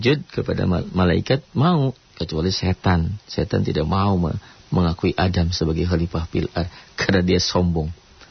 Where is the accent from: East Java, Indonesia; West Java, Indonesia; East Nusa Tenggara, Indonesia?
West Java, Indonesia; Tuh, saya mah orang Sunda mah susah.